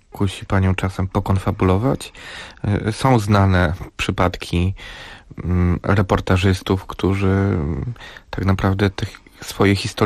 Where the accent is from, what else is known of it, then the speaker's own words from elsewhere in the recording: Żywiec, Silesian Voivodeship, Poland; który z kolei jest z moich stron. Jestem z Żywca, tak?